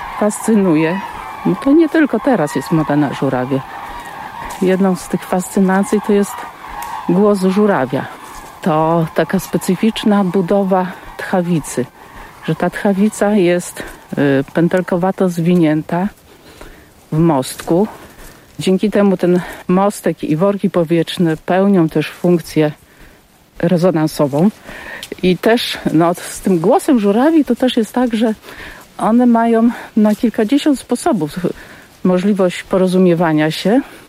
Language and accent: Polish; Nowa Ruda, Lower Silesian Voivodeship, Poland; Ja pochodzę z Dolnego Śląska. Moja mama przywędrowała na Dolny Śląsk z Wołynia.